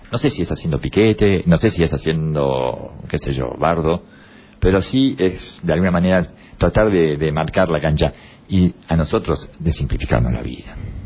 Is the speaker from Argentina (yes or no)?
no; Uruguay; casualmente es el presidente de mi país, yo soy uruguayo